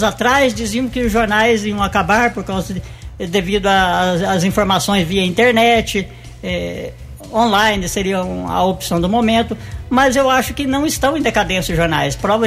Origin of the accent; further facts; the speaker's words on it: Mococa, São Paulo, Brazil; also born or lived in São João da Boa Vista; Eu sou natural de Mococa, minha família toda é de Mococa, mas morei mais de 20 anos em São João da Boa Vista.